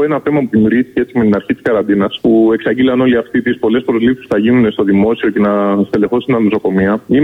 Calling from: Attica, Greece; Εγώ είμαι λοιπόν κάτω από την Εύβοια.

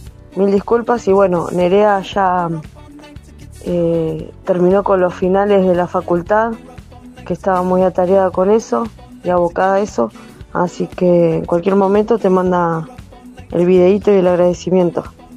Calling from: Quilmes, Buenos Aires Province, Argentina; de Quilmes.

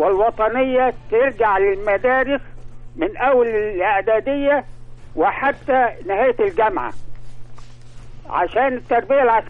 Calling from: Alexandria, Alexandria Governorate, Egypt; نقيب امن بحري وحربي

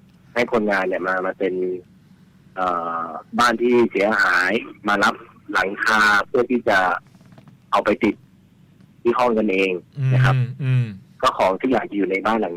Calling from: Nonthaburi, Thailand; จากนนทบุรี

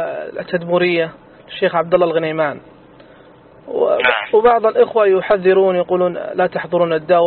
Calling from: Bahrain; انا اكلمكم من البحرين يا شيخ

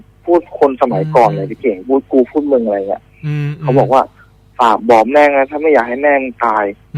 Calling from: Bangkok, Thailand; อยู่แถวจรัญครับ

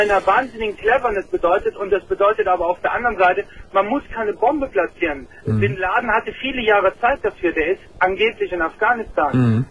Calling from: Germany; Ich rufe aus Deutschland an und der Grund ist mitunter auch, ich bin Moslem, ich bin Deutscher und bin Moslem.

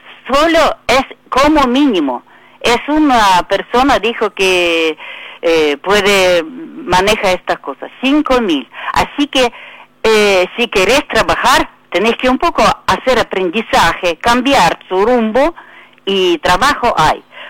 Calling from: Tablada, Buenos Aires Province, Argentina; de Tablada.

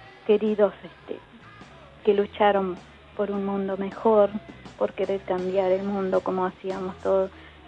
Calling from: Villa Concepción, Buenos Aires, Argentina; específicamente de Villa Concepción, donde tenemos 19 desaparecidos

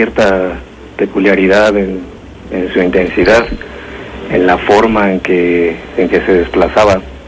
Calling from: San Miguel de Allende, Guanajuato, Mexico; De aquí, de San Miguel de Allende.

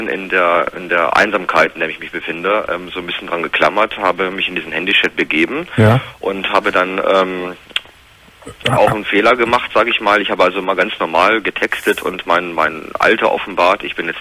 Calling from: Hannover, Lower Saxony, Germany; Also ich komme hier aus dem Raum Hannover

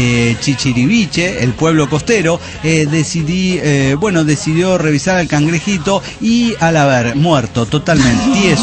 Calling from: Orizaba, Veracruz, Mexico; de Orizaba, Veracruz.

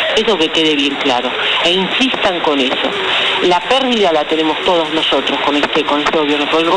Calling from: Parque Chas, Buenos Aires, Argentina; de Parque Chas.

